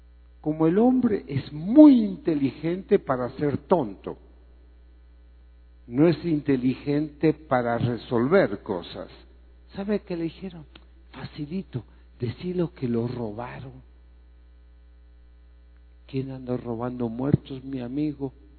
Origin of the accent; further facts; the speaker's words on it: Greece; born there; Spanish is a second language; En la tierra donde yo nací, allá en Grecia